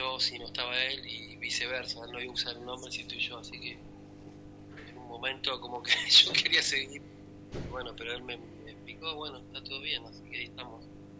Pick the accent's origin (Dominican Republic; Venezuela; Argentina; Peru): Argentina; Claypole, Buenos Aires Province; que es de mi pueblo, de mi localidad, Claypole.